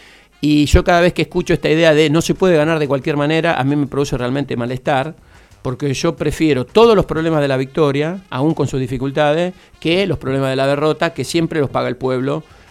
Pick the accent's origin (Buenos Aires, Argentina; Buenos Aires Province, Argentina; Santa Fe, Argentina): Santa Fe, Argentina; Yo soy de Santa Fe